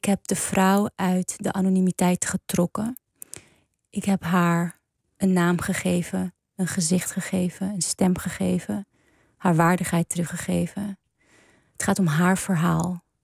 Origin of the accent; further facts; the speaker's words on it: Amsterdam, North Holland, Netherlands; Ook al ben je geboren en getogen in Amsterdam, in het Prinsengracht ziekenhuis.